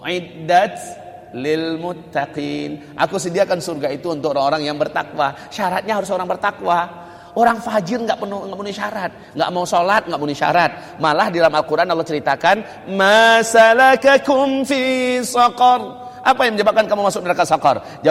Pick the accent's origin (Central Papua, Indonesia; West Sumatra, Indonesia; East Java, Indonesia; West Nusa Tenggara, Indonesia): West Sumatra, Indonesia; Padang; Saya orang Padang loh, gak ngerti apa itu.